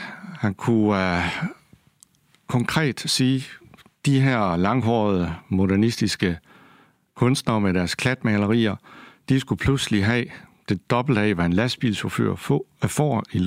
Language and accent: Danish; Kolding, Region of Southern Denmark, Denmark; Jeg havde en dygtig dansklærer. Jeg er selv fra Kolding